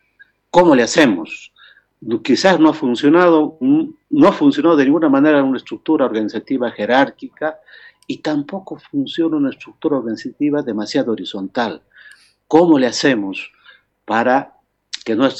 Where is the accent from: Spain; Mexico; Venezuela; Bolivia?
Bolivia; Nuestro sueño como bolivianos en aquel tiempo era construir